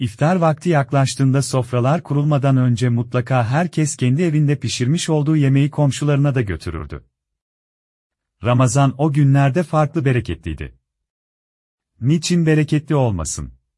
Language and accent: Turkish; Diyarbakır, Diyarbakır Province, Turkey; Bir Diyarbakırlı olarak yine eskisi gibi güzel günlerimizi yaşayabilir